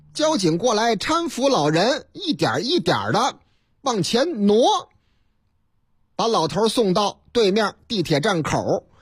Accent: Shandong, China; 我老家山东啊

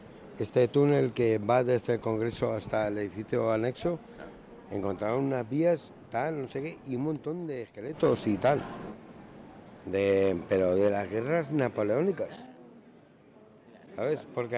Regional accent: Badajoz, Extremadura, Spain; now in Madrid, Spain; yo soy de Badajoz, soy del barrio Campamento, llevo 20 años aquí en el barrio

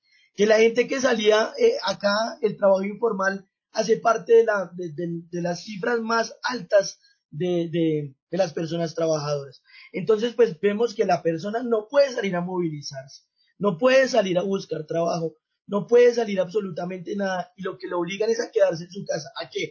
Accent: Colombia; Entonces nosotros como colombianos nos van a sumergir otra vez a una guerra

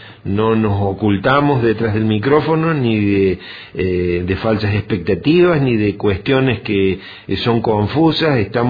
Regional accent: Córdoba, Argentina; nos toca vivir a Córdoba como cordobeses y como argentinos

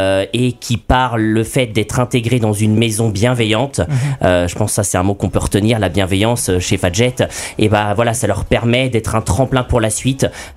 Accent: Nantes, Pays de la Loire, France; now in Nancy, France; je suis un Nantais exilé à Nancy

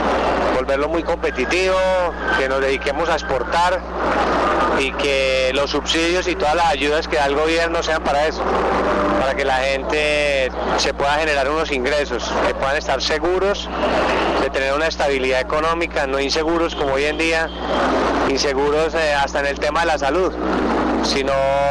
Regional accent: Armenia, Quindío, Colombia; born there; mis orígenes acá en Antioquia. … viene de Borral, mi familia está acá en Medellín y yo soy nacido en Armenia.

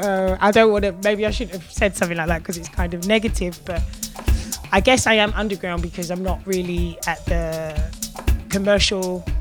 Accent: London, United Kingdom; now in Berlin, Germany; I'm from London. Yeah, I'm originally from London. I've grown up there and I'm now currently living in Berlin.

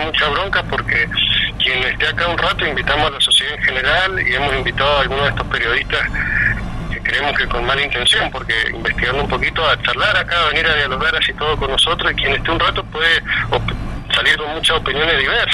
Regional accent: Mendoza, Argentina; yo soy mendocino

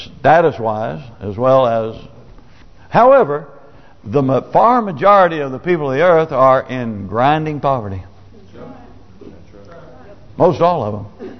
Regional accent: Nebraska, United States; when I was growing up in Nebraska, we would have coyote hunts because we raised a lot of cattle.

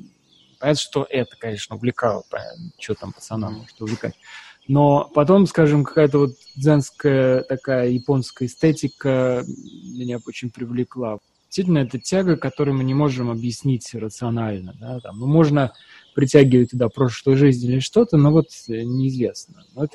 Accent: Volga region, Russia; я же рос там в Советском Союзе и в маленьком совершенно крохотном городке там на Волге.

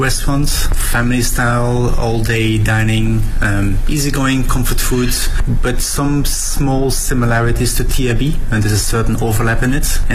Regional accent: Belgium; now in Beijing, China; I'm the owner of TRB, I'm originally from Belgium.

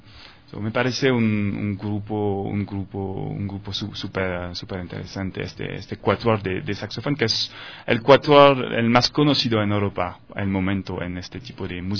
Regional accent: France; Spanish is a second language; now in Ecuador

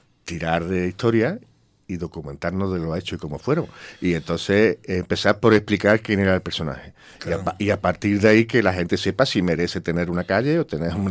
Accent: Spain; como yo soy de Cañero, como me crié en el barrio de Cañero

